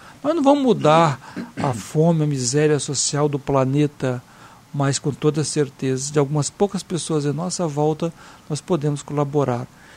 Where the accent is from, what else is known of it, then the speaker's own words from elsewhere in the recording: Espírito Santo, Brazil; Eu me lembro lá no Espírito Santo, minha cidade natal